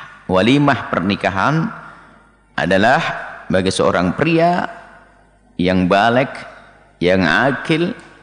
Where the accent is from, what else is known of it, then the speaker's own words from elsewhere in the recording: East Java, Indonesia; Orang Jawa Timur, ada orang Jawa Timur, saya Jawa Timur. Jadi di Jawa Timur ada namanya mentong